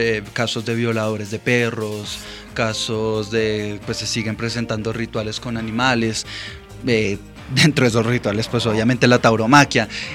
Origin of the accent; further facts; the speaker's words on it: Soacha, Cundinamarca, Colombia; also born or lived in Bogotá; Yo soy de acá, yo soy de Bogotá, pero he vivido toda mi vida en Soacha.